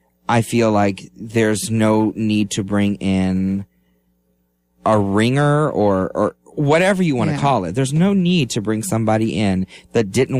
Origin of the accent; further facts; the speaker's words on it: Florida, United States; Growing up in Lake County, there were four different community theaters to choose from.